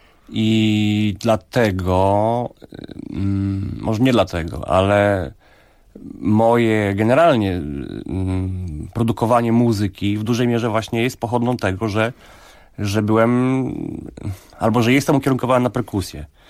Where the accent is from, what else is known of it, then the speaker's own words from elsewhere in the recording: Ozimek, Opole Voivodeship, Poland; u rodziców tam w Ozimku, skąd pochodzę